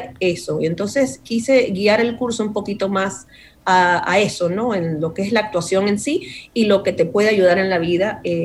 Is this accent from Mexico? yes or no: no; New Jersey, United States; Primero, yo me crié aquí en los Estados Unidos. Entonces, sí. Y me crié en Jersey. Soy de Jersey, sí.